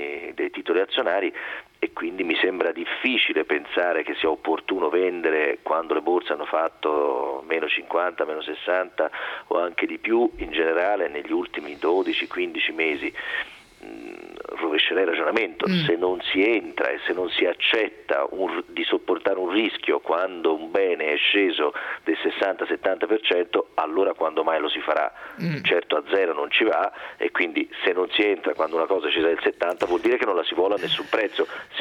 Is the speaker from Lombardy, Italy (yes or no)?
no; Florence, Tuscany, Italy; tanto da fiorentino a fiorentino rispondiamo